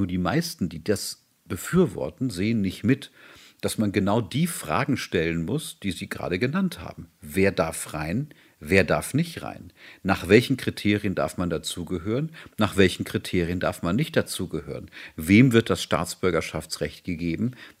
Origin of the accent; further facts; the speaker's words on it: Bavaria, Germany; Ich darf das als Bayer sagen.